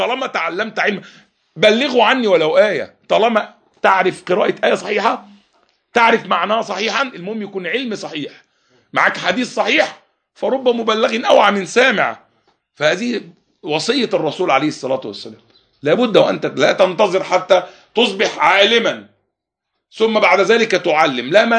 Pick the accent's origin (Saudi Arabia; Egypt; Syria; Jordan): Egypt; هذا الرجل كان لو جلس في مجلس في بلادنا مصر